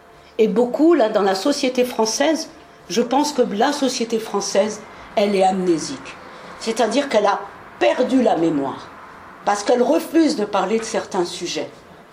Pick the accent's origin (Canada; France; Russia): France; born there; Moi, je suis née en France.